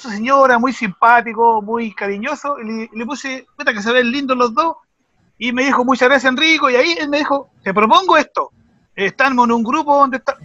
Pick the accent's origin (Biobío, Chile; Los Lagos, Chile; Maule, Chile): Biobío, Chile; Talcahuano; now in Santiago, Chile; somos coterráneos de Talcahuano, de ahí me vine, estudié en la Escuela de Ingeniería y ahora estoy en Santiago.